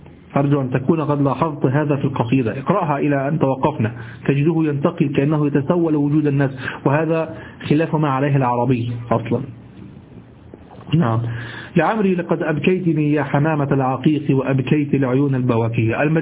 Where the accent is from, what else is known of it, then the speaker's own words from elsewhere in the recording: Egypt; اليمام الذي نعرفه في مصر